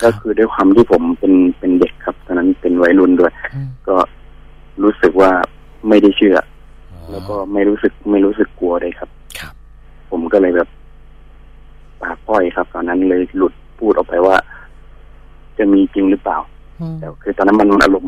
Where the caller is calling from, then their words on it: Chanthaburi, Thailand; ตอนนี้ผมอยู่ที่จันทบุรีครับ